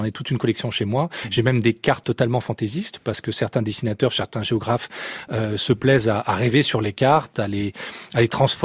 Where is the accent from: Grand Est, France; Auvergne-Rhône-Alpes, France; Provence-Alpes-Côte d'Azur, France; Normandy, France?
Auvergne-Rhône-Alpes, France; Lyon; Alors, je suis né à Lyon et j'ai grandi dans un milieu où la marche ou la randonnée faisait partie des passe-temps estivaux.